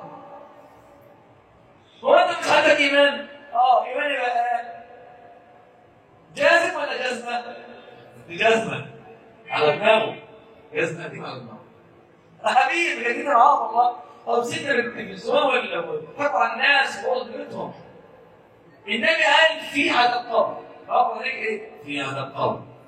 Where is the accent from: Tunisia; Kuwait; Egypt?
Egypt; ان اصبح عندنا في مصر بس طلع 60,000 مولد